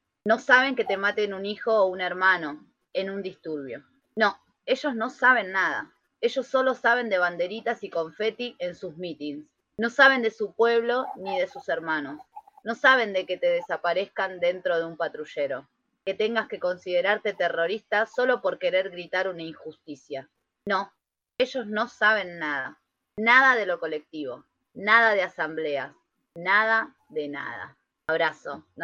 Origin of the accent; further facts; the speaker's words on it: Boulogne, Buenos Aires Province, Argentina; Boulogne, que es el lugar de donde yo vengo, que es allá en zona norte, ya ni Isidro tipo nada, pero Boulogne es como barrio bajo.